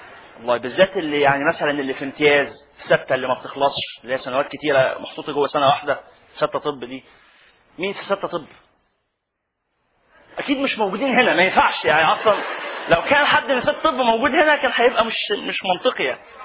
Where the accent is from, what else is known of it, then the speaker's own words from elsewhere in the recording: Egypt; والله ودي من المبشرات لنا كمصريين